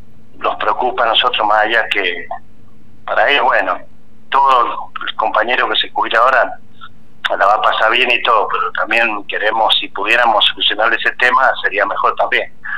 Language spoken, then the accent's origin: Spanish; Agrelo, Mendoza, Argentina; yo nací casi, me criaba en Agrelo y Pedir y Huasteche, en esa zona.